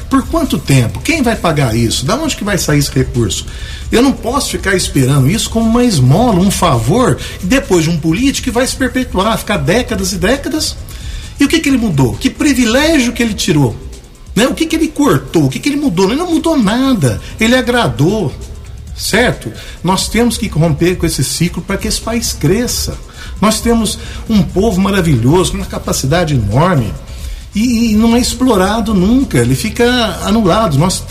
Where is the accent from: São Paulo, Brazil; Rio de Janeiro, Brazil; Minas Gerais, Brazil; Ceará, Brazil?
Minas Gerais, Brazil; Guaxupé; Eu sou de Guaxupé.